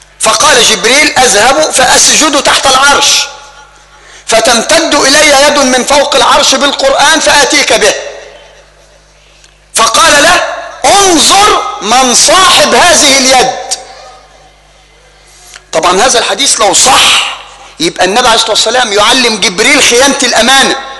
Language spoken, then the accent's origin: Arabic; Egypt; بل وصل الأمر حتى لا نبتعد ويطول بنا الأمر إلى بلدنا مصر